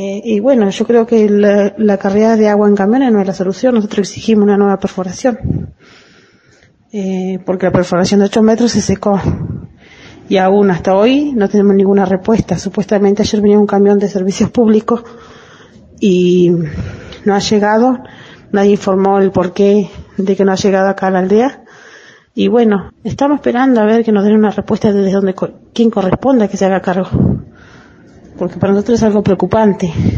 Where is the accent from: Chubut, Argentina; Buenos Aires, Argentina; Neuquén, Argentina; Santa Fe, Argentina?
Chubut, Argentina; Yala Laubat; Yo soy de Yalalaubat. Yalalaubat se encuentra ubicada en la meseta central de la provincia del Chubut.